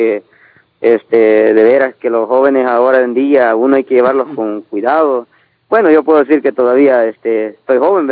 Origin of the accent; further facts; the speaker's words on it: El Salvador; yo soy de El Salvador